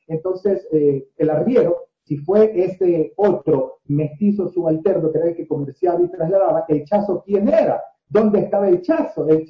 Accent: Guayaquil, Guayas, Ecuador; born there; Nací en Guayaquil y soy igual un producto, proceso y resultado mestizo.

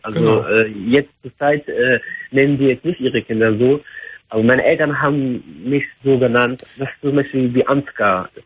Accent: Iraq; Ich komme aus dem Irak.

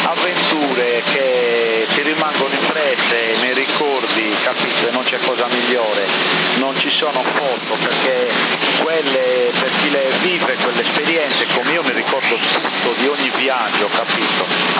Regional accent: Bonorva, Sardinia, Italy; ma sono originari del mio paese di Bonorra, capito?

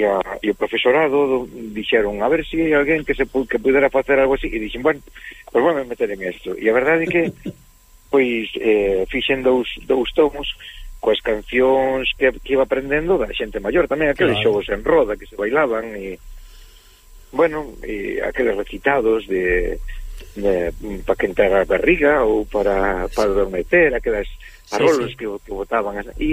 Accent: Vigo, Galicia, Spain; Quizáis a miña zona natural, o sur da provincia de Pontevedra. Eu son de Vigo

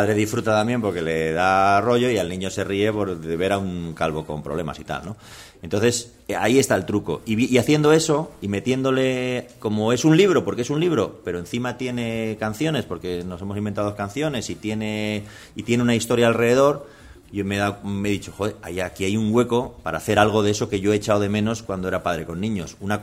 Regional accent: Madrid, Community of Madrid, Spain; born there; Yo nací en Madrid, sí, en un hospital que no me acuerdo cómo se llama, San Rafael

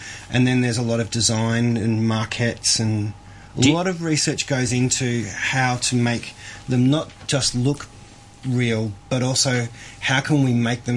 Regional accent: Australia; being Australian, I guess we're allowed to get a bit reckless.

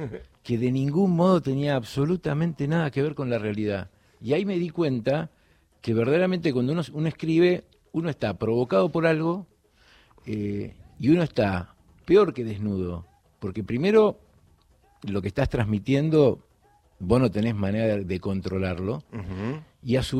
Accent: Florida, Buenos Aires Province, Argentina; born there; Florida, provincia de Buenos Aires.

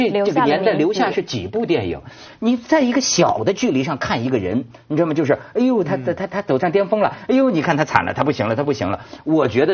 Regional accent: China; 我作为大陆人我可以这么讲

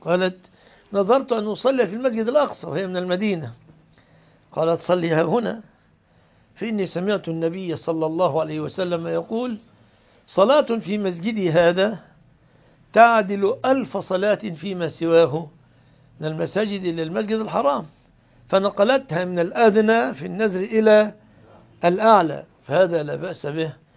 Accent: Egypt; وعندنا في مصر اللي عنده سيارة ما يسمى فقير في الغالب

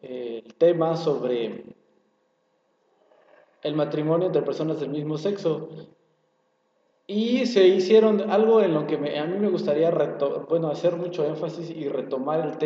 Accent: Mexico; Y como mexicanos nos conviene que gane

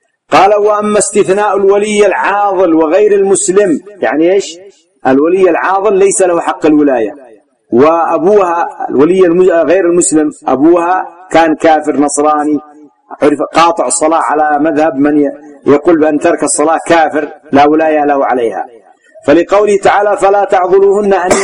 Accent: Yemen; لكن غالبا النساء ما تتجرع عندنا في اليمن

